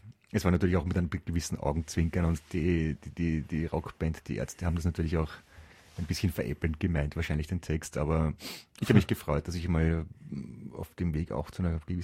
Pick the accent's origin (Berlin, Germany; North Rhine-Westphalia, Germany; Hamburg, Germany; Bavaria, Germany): Berlin, Germany; born there; Ich bin gebürtiger Berliner.